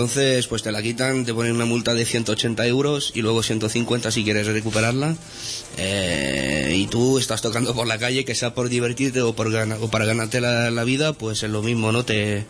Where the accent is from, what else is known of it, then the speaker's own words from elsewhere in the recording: France; also born or lived in Spain; Tengo el padre español. Y me crié en Francia muchos años